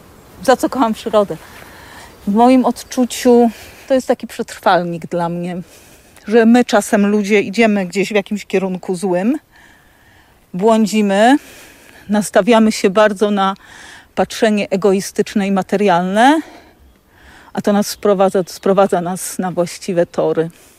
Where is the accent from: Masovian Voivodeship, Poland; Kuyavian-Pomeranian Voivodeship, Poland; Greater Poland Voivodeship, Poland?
Kuyavian-Pomeranian Voivodeship, Poland; Tuchola; Wychowałam się w bloku w Tucholi. Tuchola, wiadomo, Bory Tucholskie otoczona lasem, ale blok to blok, szczególnie trzecie piętro w tym blokowisku.